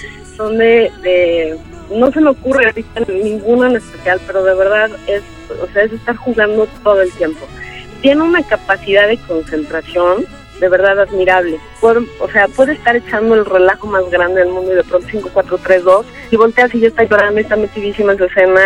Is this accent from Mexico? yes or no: yes; Mexico; que muchas veces como mexicano ni siquiera conoces lo que tienes junto, ¿no?